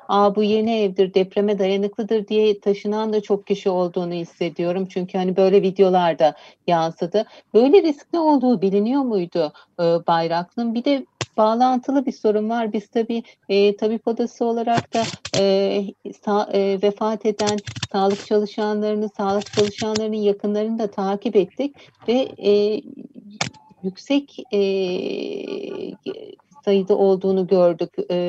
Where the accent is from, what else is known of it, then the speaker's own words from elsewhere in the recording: İzmir, Turkey; bir İzmir'de yaşayan kişi olarak, bir İzmirli olarak